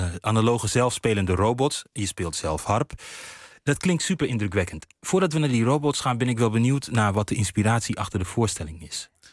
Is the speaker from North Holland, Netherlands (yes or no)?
no; Rotterdam, South Holland, Netherlands; Rotterdam, mijn thuisstad.